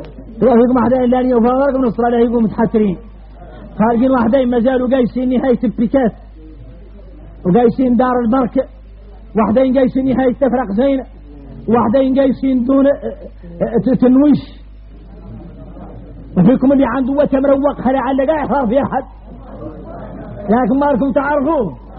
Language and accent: Arabic; Mauritania; احنا موريتاني الخارجنا غريب